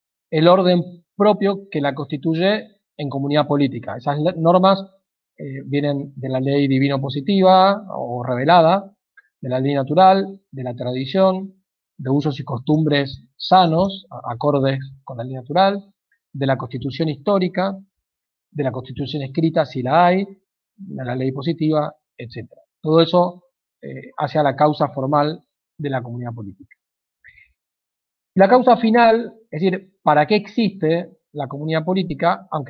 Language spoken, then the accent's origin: Spanish; Argentina; pero somos argentinos y en cuanto tal somos distintos a los norteamericanos